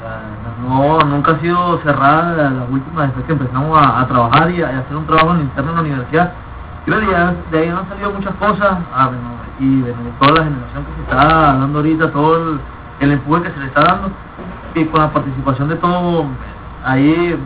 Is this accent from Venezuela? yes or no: yes; Venezuela; todos somos venezolanos, todos vivimos los mismos males, unos más que otros